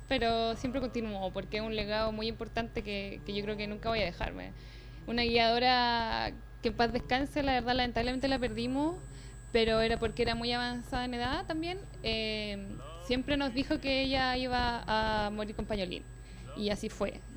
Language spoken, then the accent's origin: Spanish; Chile; yo como buena chilena